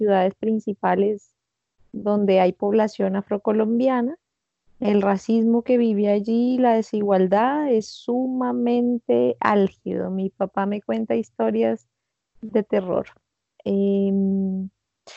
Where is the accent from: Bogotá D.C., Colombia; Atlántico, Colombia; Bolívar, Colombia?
Bogotá D.C., Colombia; Bogotá; born there; se encontraron en la vida en la ciudad de Bogotá, donde yo nací.